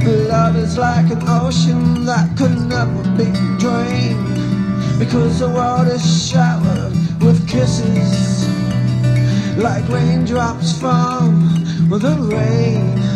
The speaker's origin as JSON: {"language": "English", "region": "England", "country": "United Kingdom", "said": "I'm English, but when I try and sound European, do I sound like a vampire?"}